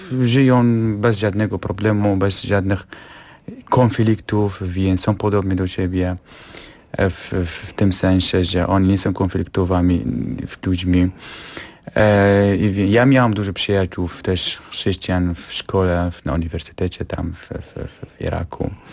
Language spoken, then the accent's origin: Polish; Bashiqa, Nineveh, Iraq; Polish is a second language; pochodzę z miasta Basika Bahzani, gdzie tam mieszkają jezydzi chrześcijanie, więc moje sąsiedzi są wyznawcami chrześcijanizmu.